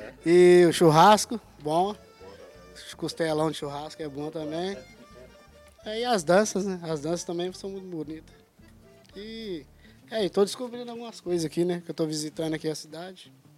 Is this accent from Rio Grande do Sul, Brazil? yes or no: no; Minas Gerais, Brazil; Eu não conheço muito bem a cultura daqui não, porque eu sou de Minas, né? Estou aqui visitando aqui